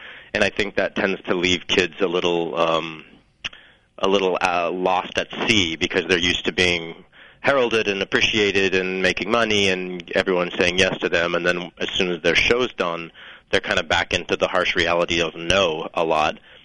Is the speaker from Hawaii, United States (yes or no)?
no; New Mexico, United States; We're from New Mexico, so I don't really think that the entertainment industry was necessarily in anyone's blood.